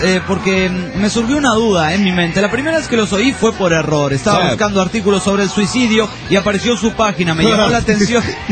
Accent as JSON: {"language": "Spanish", "town": "Monterrey", "region": "Nuevo León", "country": "Mexico", "said": "Yo no dije que me discriminabas por ser de Monterrey"}